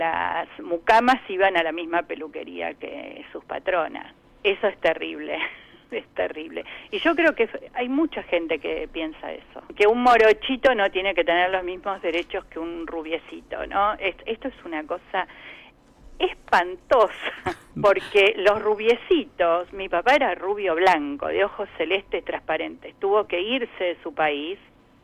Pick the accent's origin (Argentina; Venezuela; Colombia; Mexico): Argentina; No quiero hablar de que lo que nos pasa como argentinos es el centro del mundo.